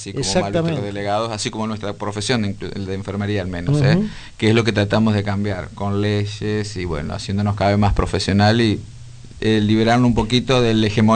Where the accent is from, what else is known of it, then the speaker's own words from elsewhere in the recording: Entre Ríos, Argentina; De Entre Ríos.